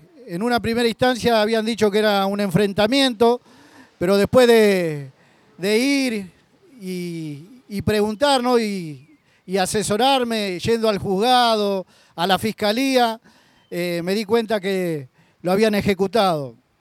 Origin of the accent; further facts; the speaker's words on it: Lavallol, Buenos Aires Province, Argentina; soy de Lavallol